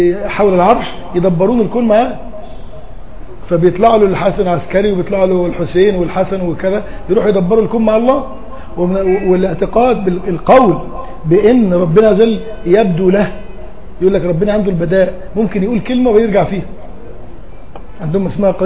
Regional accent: Egypt; ما انا قلت لك احنا كمصريين

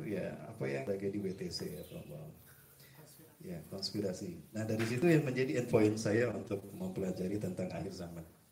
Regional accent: Bandung, West Java, Indonesia; also born or lived in Cimahi; Saya orang Bandung dan ayah saya. Bahasa Tepanarugu. SD, SMP, saya di Cimahi.

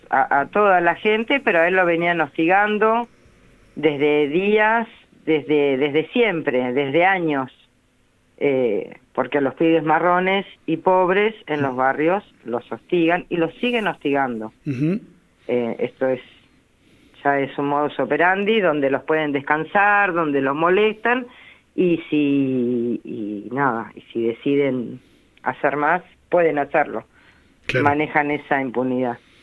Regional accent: Necochea, Buenos Aires Province, Argentina; Yo soy de Necochea.

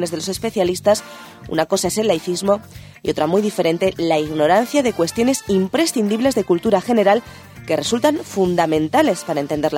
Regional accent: Spain; Nuestra cultura como españoles, por ejemplo, en este país, pues está muy ligada a lo que es el cristianismo.

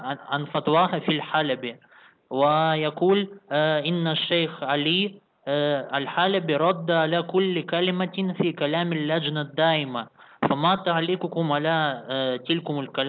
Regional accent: Egypt; أنا عندنا في مصر يوجد داين مشهور

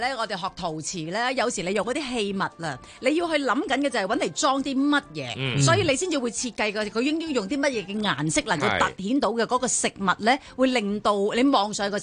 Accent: China; 我哋就会系我哋中国人咁真系好叻嘅。

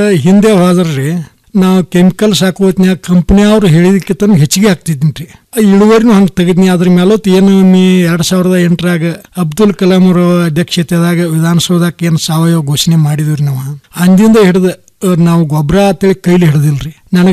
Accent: Hidkal, Karnataka, India; ನಮ್ದು ಬೆಳಗಾಂ ಜಿಲ್ಲೆ ರಾಯಬಾಗ ತಾಲೂಕು ಹಿಡಕಲ್ ಗ್ರಾಮ, ಹಿಡಕಲ್ ಬಸ್ ಸ್ಟ್ಯಾಂಡ್ ಸಮೀಪದಾಗ ನಮ್ದು ತೋಟ ಐತಿ.

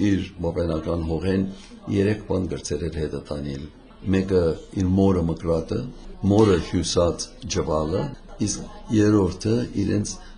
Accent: Iraq; moved away as an adult; now in United States; մենք ծնանք զավակները եւ Իրաքում ծնած են, եւ այնտեղ հաստատվեցան մինչեւ 1962 թվականը, հետո Ամերիկա գնացի ուսումից համար

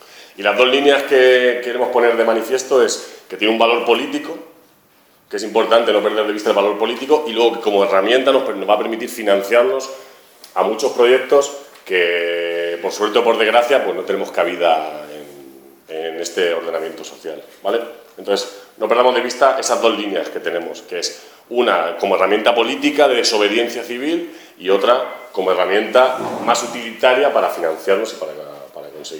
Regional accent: Albacete, Castilla-La Mancha, Spain; now in Madrid, Spain; bueno, soy de Albacete, pero estoy ahora viviendo en Madrid

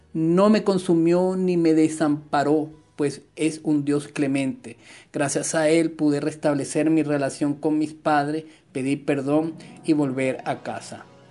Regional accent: Dominican Republic; montaña más alta del Caribe, que según tengo entendido es en República Dominicana, que se encuentra en mi país

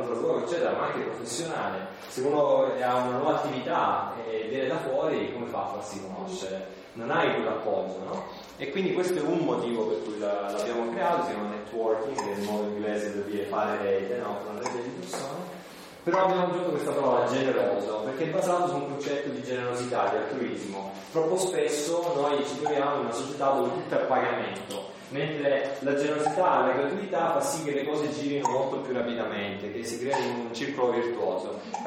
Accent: Calabria, Italy; Io sono calabrese, come forse si capisce da un po' dall'accento, e mi sono trasferito qui in Alto Adige

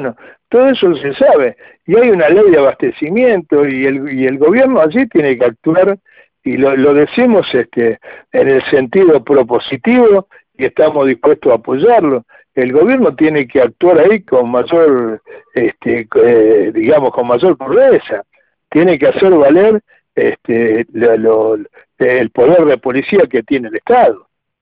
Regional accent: Argentina; somos todos los argentinos dueños de eso.

